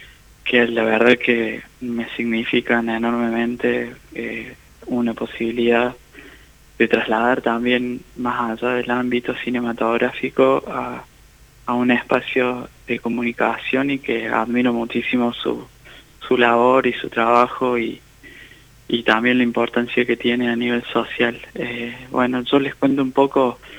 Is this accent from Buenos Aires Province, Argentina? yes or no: no; Jesús María, Córdoba, Argentina; also born or lived in Colonia Caroya; Y oriundo de... Nací en Colonia Carolla y en Jesús María transité como la mayoría de mi infancia y adolescencia.